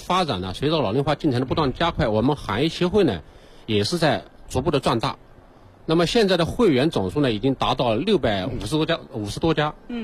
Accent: Shanghai, China; 我来自上海，大家知道上海呢是全国呢最早进入老龄化行业的时候这个城市，特大城市。

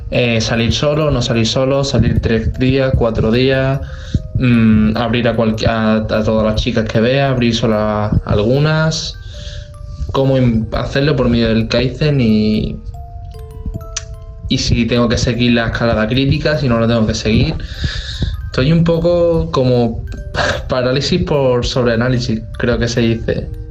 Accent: Seville, Andalusia, Spain; de Sevilla, tengo 19 años

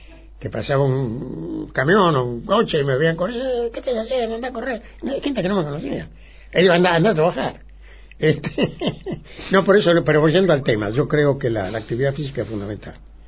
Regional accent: Argentina; yo creo que soy un argentino que ha hecho lo que puede

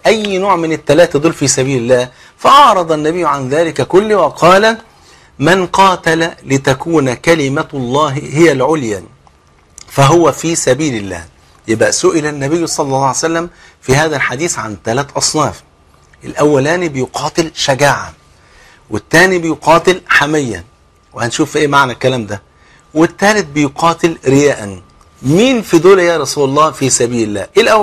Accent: Egypt; عارف المثل اللي عندنا في مصر

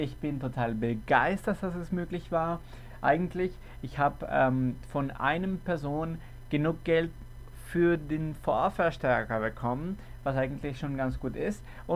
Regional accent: Caracas, Capital District, Venezuela; Wir fangen mit einem Kerl aus Caracas, Venezuela. Das ist, wo ich herkomme.

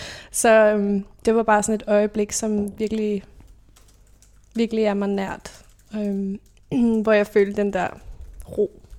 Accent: Roskilde, Zealand, Denmark; Jeg kommer fra Roskilde, født og opvokset der, og er i en familie med to andre søskende. Der er 5 og 10 år mellem os, så jeg er den mindste. Og der er jeg vokset op i sådan lidt forstadsliv, vitterligt, altså bil, vorse og villa.

